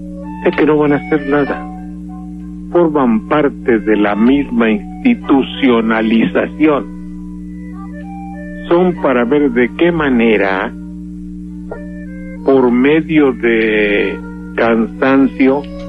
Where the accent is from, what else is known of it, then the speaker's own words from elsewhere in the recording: Veracruz, Mexico; yo soy veracruzano y estoy normal, y no soy nada educado.